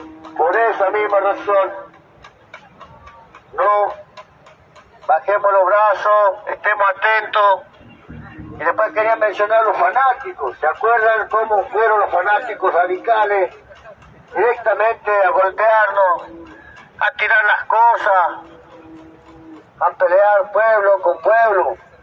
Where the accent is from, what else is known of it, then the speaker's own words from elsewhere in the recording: Argentina; somos argentinos, vivimos en el territorio argentino